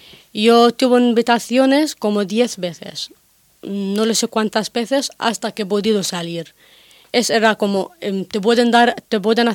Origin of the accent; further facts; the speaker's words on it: North Sinai, Egypt; born there; Spanish is a second language; yo no nací en Gaza yo nací en un campo de refugiados en Egipto en el Sinai